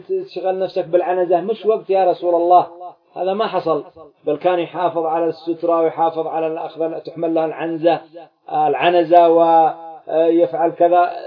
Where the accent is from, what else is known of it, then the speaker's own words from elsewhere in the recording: Yemen; يسمى الذهاب عندنا في اليمن، يسموه أنتم الخشب، ما عندكم جمال